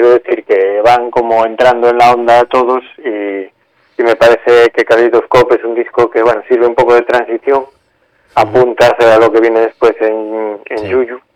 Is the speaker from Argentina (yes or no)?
no; Galicia, Spain; soy un gallego y como buen gallego voy a empezar con una pregunta.